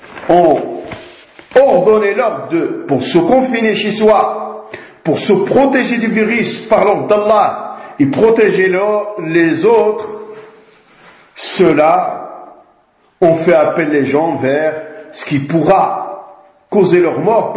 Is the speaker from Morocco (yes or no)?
yes; Morocco; comme chez nous au Maroc